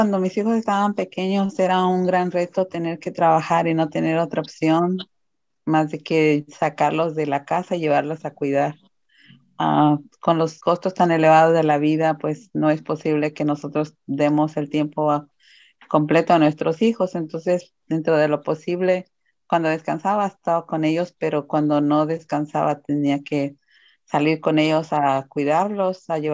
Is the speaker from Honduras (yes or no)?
no; Jalisco, Mexico; now in United States; Soy de México, el estado de Jalisco. Emigré a California por los años 80.